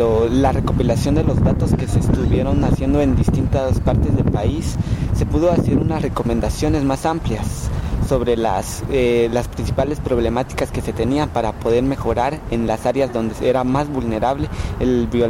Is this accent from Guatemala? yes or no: yes; San Andrés Semetabaj, Sololá, Guatemala; De Sololá, San Andrés de Metabaja.